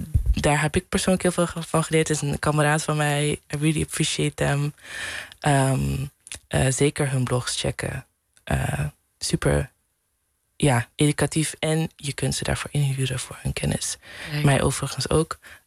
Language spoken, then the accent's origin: Dutch; southern Netherlands, Netherlands; accent: soft G; Mijn zachte G is er nog een beetje.